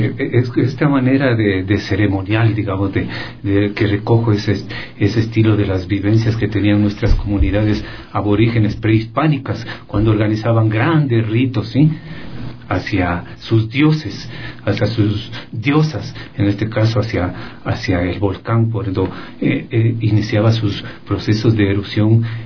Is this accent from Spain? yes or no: no; Quito, Pichincha, Ecuador; born there; hace pocos meses retorné acá a mi ciudad. Yo soy nacido aquí en Quito, en el centro histórico exactamente, por más señas, en San Roque, un lindo barrio